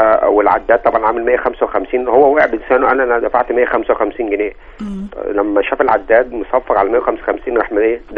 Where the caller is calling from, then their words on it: Giza, Giza Governorate, Egypt; فيصل يا فندم، جيزة فيصل.